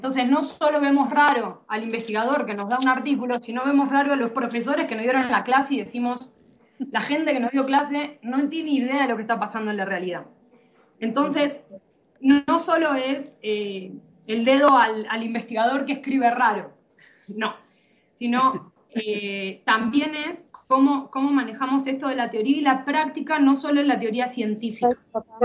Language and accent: Spanish; Argentina; ejercí dando clases en Argentina, soy argentina